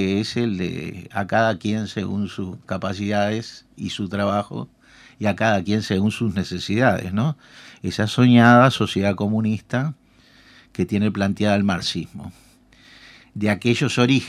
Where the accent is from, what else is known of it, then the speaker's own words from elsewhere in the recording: Uruguay; todos vamos a seguir siendo ciudadanos uruguayos y vamos a seguir habitando este país.